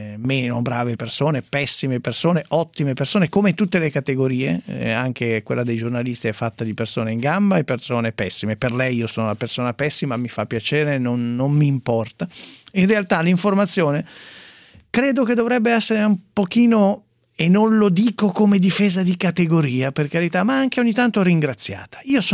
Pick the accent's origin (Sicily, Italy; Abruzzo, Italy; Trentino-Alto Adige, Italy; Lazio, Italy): Abruzzo, Italy; Ecco, mi interessa anche da abruzzese.